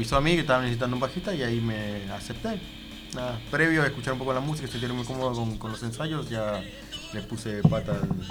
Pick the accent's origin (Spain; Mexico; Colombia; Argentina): Argentina; Valentín Alsina, Buenos Aires Province; Y yo soy de Valentine Alsina.